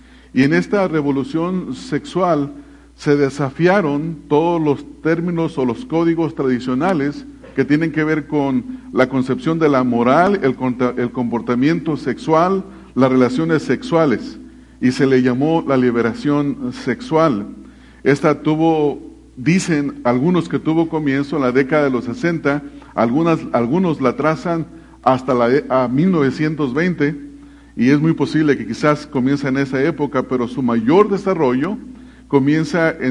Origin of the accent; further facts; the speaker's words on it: Mexico; en México, en el país de donde yo vengo